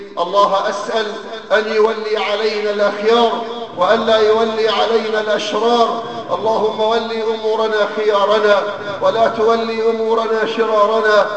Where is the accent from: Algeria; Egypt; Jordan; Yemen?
Egypt; أيها الأحباب، بلدنا مصر تمر بمرحلة